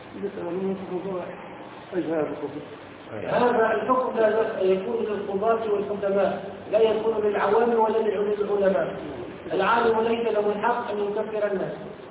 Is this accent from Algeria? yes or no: no; Tunisia; يقول من عندنا في تونس